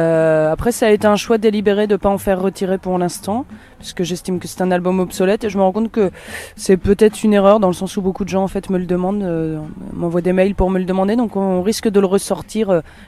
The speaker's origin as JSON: {"language": "French", "town": "Nantes", "region": "Pays de la Loire", "country": "France", "said": "j'écris des chansons. Et je les chante, je viens de Nantes."}